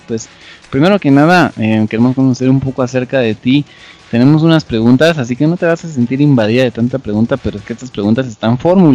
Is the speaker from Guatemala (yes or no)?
yes; Guatemala; es un orgullo para nosotros, como chapines, como guatemaltecos